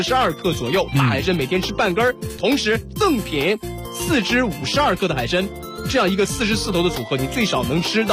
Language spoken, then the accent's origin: Chinese; Dalian, Liaoning, China; 大家好，我是来自辽宁大连的